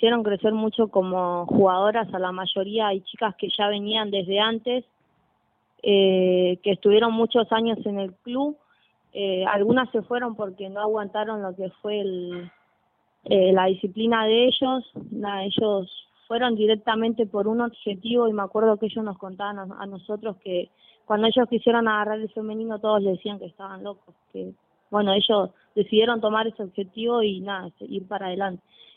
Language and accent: Spanish; Ezeiza, Buenos Aires Province, Argentina; Yo soy de Ezeiza y yo entreno con Primera en Coronado.